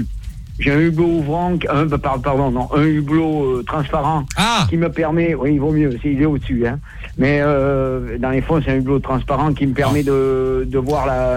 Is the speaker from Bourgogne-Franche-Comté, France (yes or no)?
no; Arès, Nouvelle-Aquitaine, France; je suis d'Arès, je suis un Arésien de pure souche.